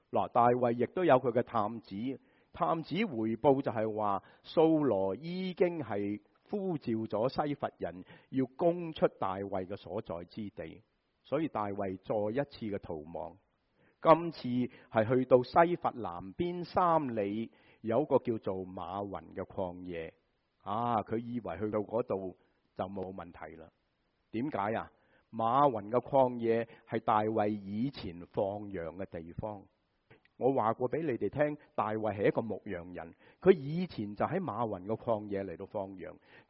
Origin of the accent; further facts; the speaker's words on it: Guangdong, China; 就是好像我们广东人说什么啊，滑过泥鳅，是吧？